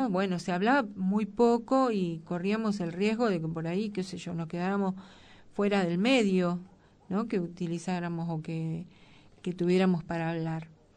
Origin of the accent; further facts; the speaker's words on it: Argentina; Nosotros, como argentinos, pero no podemos hacer, pero como mujeres sí podemos hacer esa crítica.